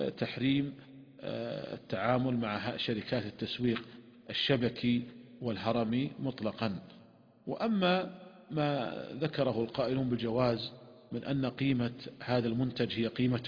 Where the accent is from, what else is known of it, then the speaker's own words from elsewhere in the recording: Saudi Arabia; وعندنا في المملكة العربية السعودية وزارة التجارة منعت هذه الشركات